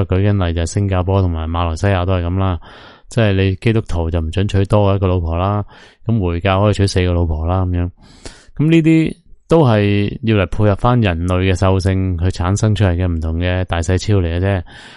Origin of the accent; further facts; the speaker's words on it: Hong Kong; 即系以我香港大嘅，以我嘅认知同埋法律写到明都系咁嘅。